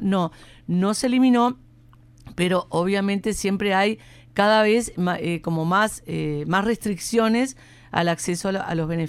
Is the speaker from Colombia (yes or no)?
no; Uruguay; también es una oportunidad histórica que tenemos como pueblo uruguayo de ejercer esa democracia directa